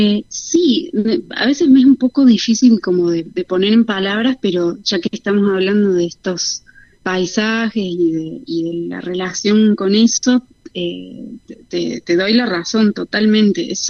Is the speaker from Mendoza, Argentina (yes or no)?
no; Córdoba, Argentina; now in Buenos Aires, Argentina; soy de Córdoba capital originalmente